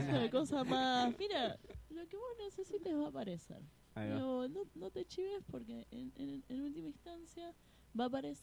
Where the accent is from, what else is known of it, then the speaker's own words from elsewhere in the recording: Buenos Aires, Argentina; Yo vengo de Buenos Aires y me encanta escuchar que acá hay triunfos